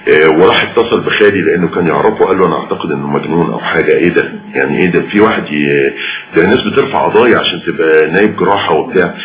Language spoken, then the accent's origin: Arabic; Cairo, Cairo Governorate, Egypt; وبالتالي فانا ابن القاهرة